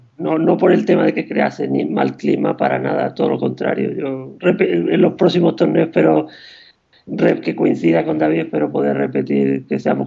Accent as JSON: {"language": "Spanish", "town": "Huelva", "region": "Andalusia", "country": "Spain", "tie": "born or raised there", "said": "incluso me federé en Huelva, que es mi ciudad natal"}